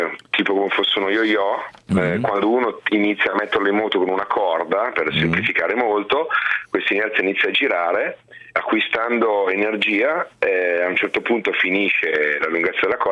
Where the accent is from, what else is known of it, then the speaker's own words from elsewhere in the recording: Biella, Piedmont, Italy; A Biella.